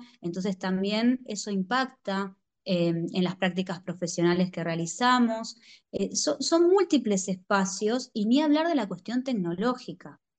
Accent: Buenos Aires Province, Argentina; los que somos bonaerenses

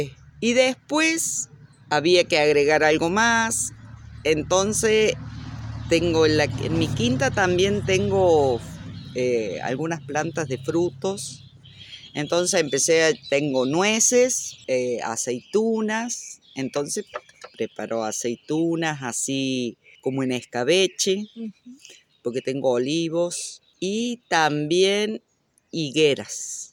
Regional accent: Luyaba, Córdoba, Argentina; Yo soy de Luyaba de toda la vida.

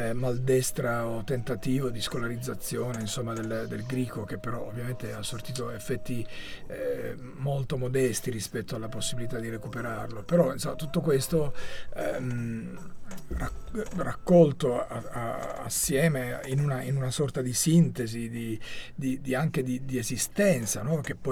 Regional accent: Calimera, Apulia, Italy; Tra questi c'è Calimera, che è il mio paese d'origine

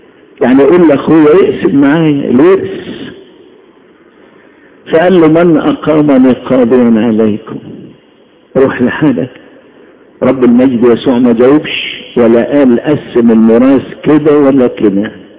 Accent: Egypt; مصري قبل اي انسان

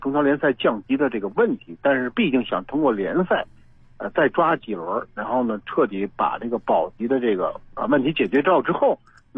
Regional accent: North China, China; 因为尤其是咱们从北方过来的人对于广州这种天气还是比较敏感

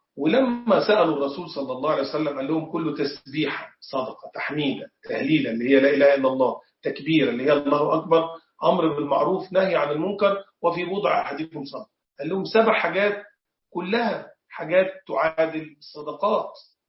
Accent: Egypt; زي حالاتي كده، أنا مصري، فمن شرف المصريين إن في صحابة زاروا مصر.

